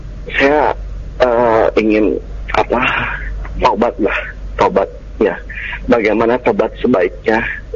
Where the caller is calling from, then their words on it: Tangerang, Banten, Indonesia; Saya dari Tangerang.